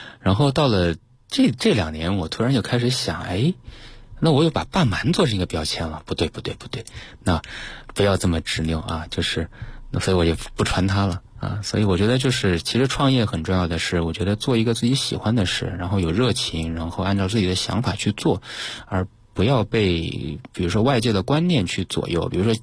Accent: Changde, Hunan, China; 所以当时是跑回到这个我老家常德，

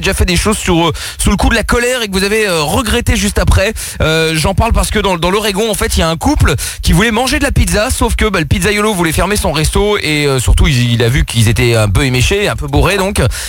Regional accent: Portugal; je suis portugais, donc j'ai le sang un peu plus chaud

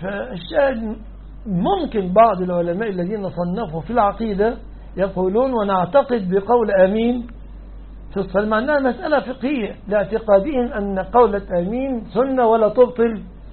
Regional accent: Egypt; لماذا أنا رجل مصري ما أعرفش إلا ولا الضالين أمين

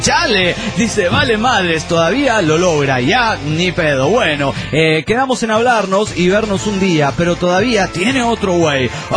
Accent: Mexico City, Mexico; del DF mexicano.

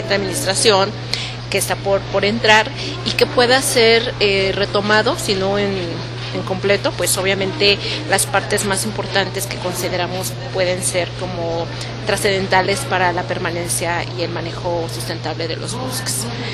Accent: Mexico; un recurso natural que tenemos como mexicanos

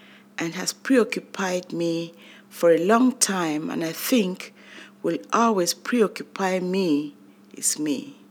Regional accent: Cameroon; English is a second language; We spoke Nofi, Mendimba, Douala, Bakweri, Bassa, Douala, and other Cameroonian tribal languages only under the confines of our home.

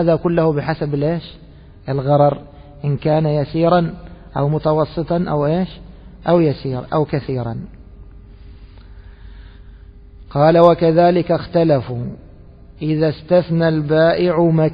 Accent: Egypt; وفي عندنا في مصر الكوارع قوائم.

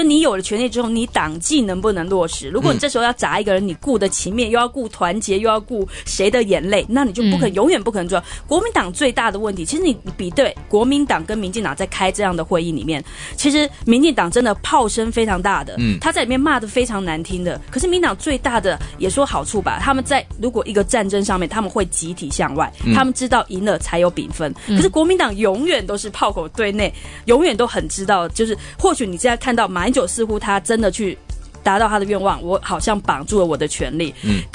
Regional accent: Taiwan; 所以你说有时候作为台湾人，你做对比

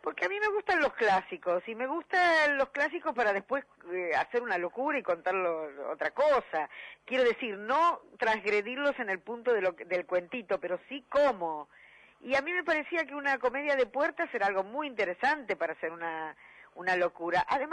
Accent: Buenos Aires, Argentina; Yo nací en La Boca, iba a ver las comparsas de La Boca, que eran realmente muy, pero muy imaginativas.

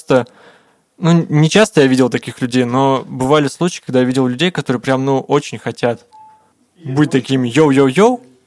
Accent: Tura, Krasnoyarsk Krai, Russia; born there

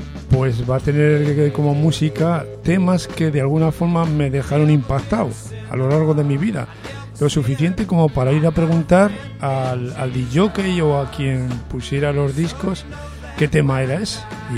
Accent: Medina de Pomar, Castile and León, Spain; En mi pueblo, en Medina de Pomar, en la segunda mitad de los años 60

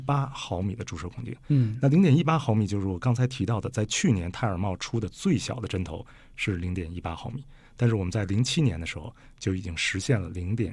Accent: China; 身为中国人不够骄傲的一件事是

